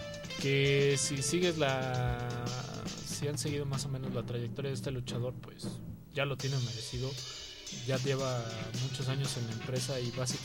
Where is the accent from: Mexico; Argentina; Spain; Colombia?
Mexico; Sí, tristemente para él y para nosotros como mexicanos.